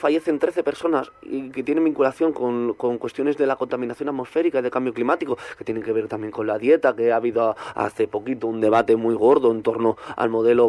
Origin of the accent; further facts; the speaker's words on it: Catalonia, Spain; cerraban un colegio de primaria de mi pueblo, allí en Barcelona